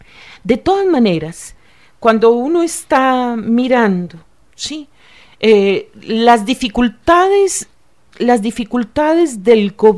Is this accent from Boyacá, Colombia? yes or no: no; Antioquia, Colombia; yo soy antioqueña